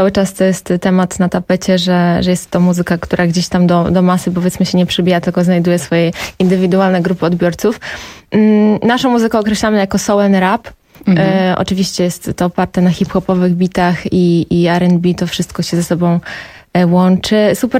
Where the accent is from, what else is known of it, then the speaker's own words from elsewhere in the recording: Poznań, Greater Poland Voivodeship, Poland; now in Warsaw, Poland; To znaczy, jestem z Poznania, a w Warszawie mieszkam od roku.